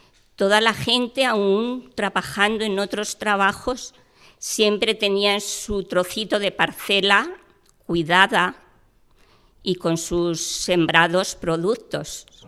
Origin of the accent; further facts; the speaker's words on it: Perales de Tajuña, Community of Madrid, Spain; born there; yo soy nacida aquí, en Perales de Tajuña